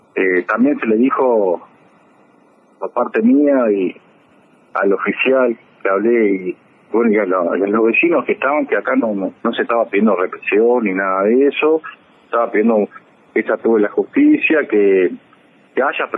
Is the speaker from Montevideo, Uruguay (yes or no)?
no; Pando, Canelones, Uruguay; Yo lo conozco de chico, porque como me crié en Pando